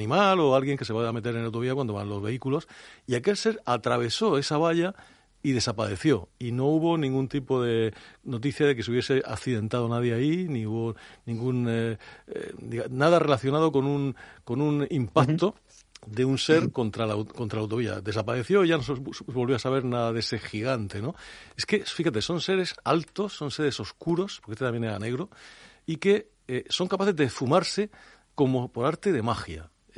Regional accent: Extremadura, Spain; de la comarca de los misterios, por excelencia en mi tierra, son las Urdes

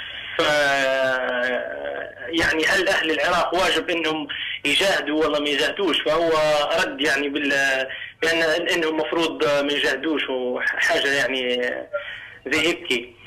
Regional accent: Libya; انا ليبي اصلي ليبي يعني

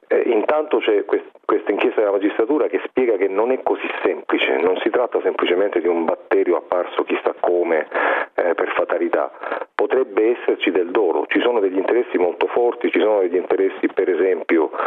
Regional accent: Brindisi, Apulia, Italy; io sono salentino, sono di Brindisi, che è a nord, diciamo, del territorio del Salento, propriamente detto

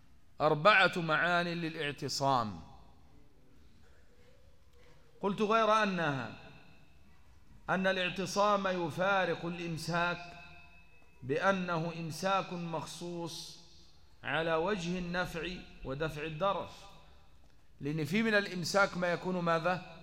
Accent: Upper Egypt, Egypt; أنا صعيدي من سنة 92

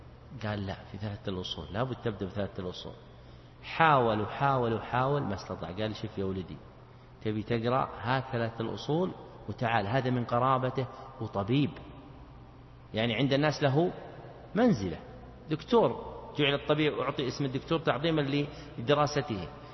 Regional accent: Najd, Saudi Arabia; مثل ما يقول العوام عندنا في نجد

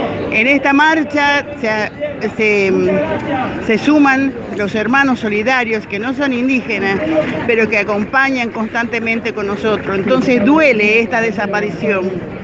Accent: Salta, Argentina; soy de Salta.

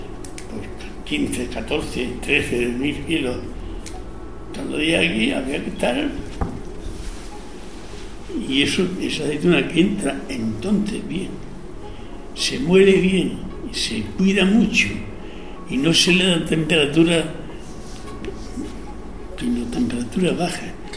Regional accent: Huelma, Andalusia, Spain; Yo soy de mi huerma, soy muy de mi pueblo.

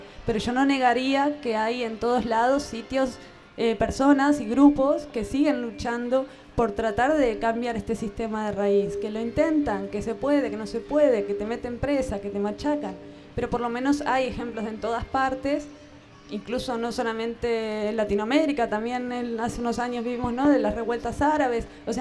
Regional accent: Argentina; Yo vengo de Argentina, esto también se discutía hace 15 años allá

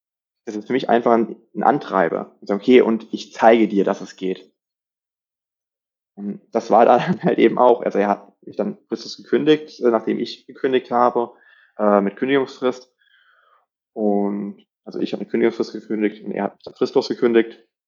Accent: Rhineland-Palatinate, Germany; Ich bin ja in der Nähe Kaiserslautern aufgewachsen, in Rheinland-Pfalz.

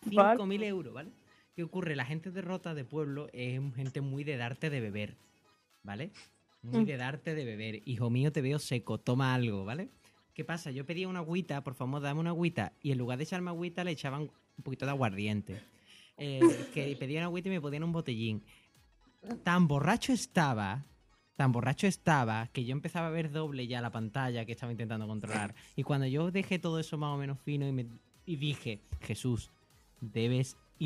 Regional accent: Rota, Andalusia, Spain; estaba yo trabajando en una comunión de rota de mi pueblo

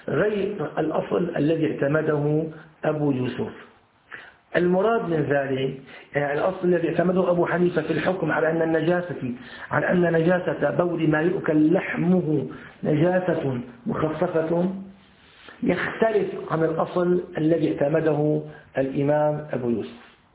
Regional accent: Syria; ولكن عندنا في سوريا موجود في أسفل الجلابية أسفل القميص

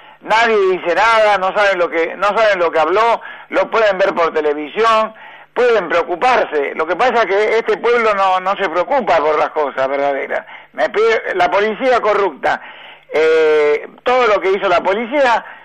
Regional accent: Argentina; la obligación como ciudadano, como periodista y como argentino es decir la verdad

